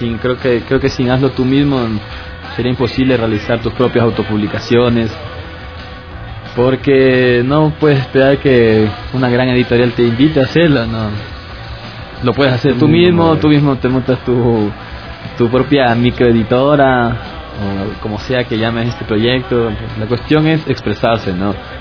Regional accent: Mexico; Yo soy de México, por ejemplo

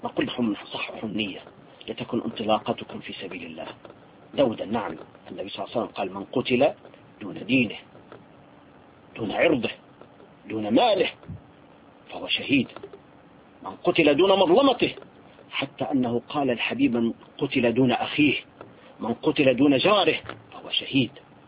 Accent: Syria; نحن عندنا في سوريا

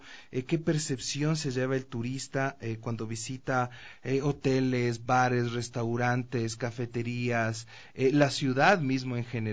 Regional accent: Quito, Pichincha, Ecuador; la ciudad, como ciudad, como quiteño, como empresario, como consumidor también de los servicios.

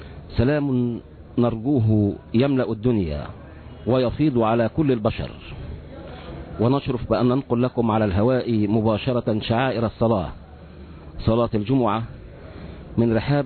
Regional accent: Egypt; وبإذن الله سيكون المستقبل الزاهر في انتظارنا نحن أبناء مصر الأبية

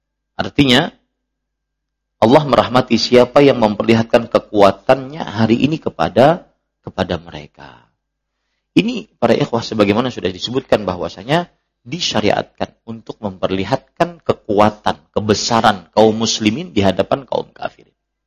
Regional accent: Banjarmasin, South Kalimantan, Indonesia; Rumah keluarga saya kan banyak di Sungai Mesa. Kita orang Sungai Mesa.

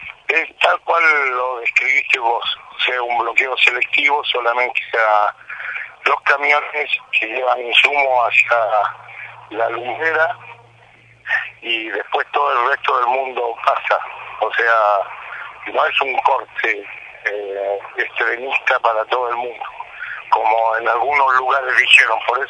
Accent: Córdoba, Argentina; de San Cipuede, de Córdoba.

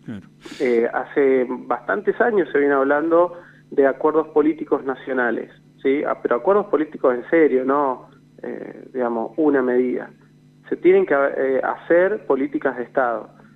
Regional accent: Argentina; esto que hoy estamos padeciendo todos como argentinos

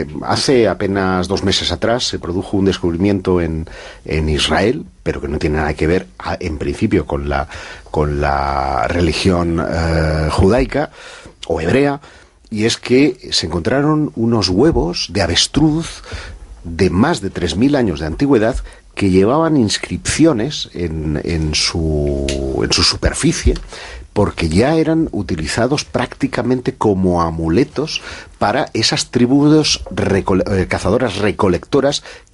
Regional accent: Catalonia, Spain; como ya es lunes de Pascua, y yo soy catalán, celebramos el Día de la Mona

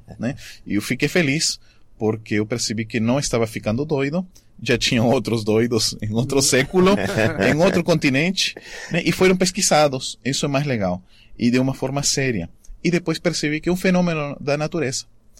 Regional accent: Arequipa, Peru; Portuguese is a second language; depois fui para minha cidade natal, Arequipa

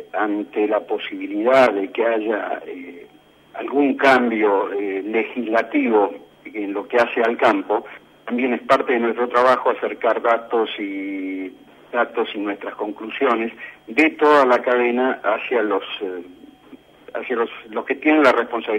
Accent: Argentina; responsabilidad como productores y como argentinos

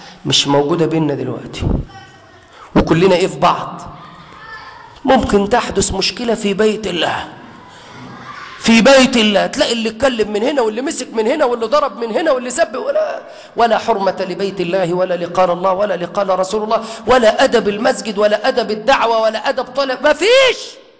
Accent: Egypt; وأي خناقة عندنا في مصر دلوقتي ما يسقطش فيها قتلة

